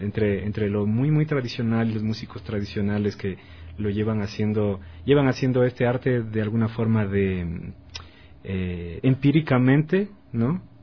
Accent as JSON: {"language": "Spanish", "country": "Ecuador", "said": "han definido básicamente lo que somos ahora como, digamos, como artista, ecuatorianos"}